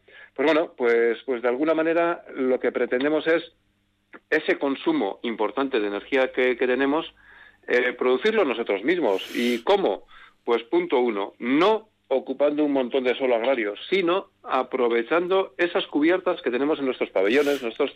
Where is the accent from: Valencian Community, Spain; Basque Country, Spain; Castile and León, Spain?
Basque Country, Spain; Otxandio; Bueno, de Otxandio, de Otxandio, de Otxandio, entre Otxandio y Aramayo, y en mi DNI pone que soy de Aramayo.